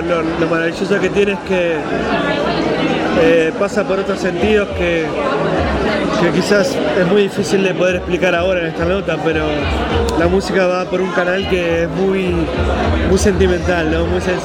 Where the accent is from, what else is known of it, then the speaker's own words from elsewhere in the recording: Viedma, Río Negro, Argentina; que soy de Viedma, de Río Negro